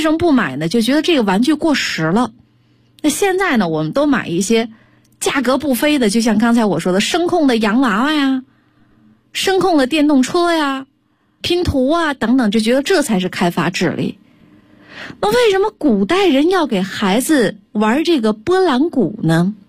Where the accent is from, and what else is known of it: China